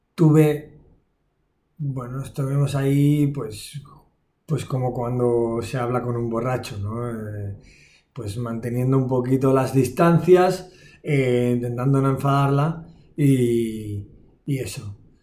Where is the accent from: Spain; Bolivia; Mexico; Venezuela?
Spain; Barcelona, Catalonia; Vengo de Barcelona, estamos acostumbrados a cenar tarde, a las 9, a las 10.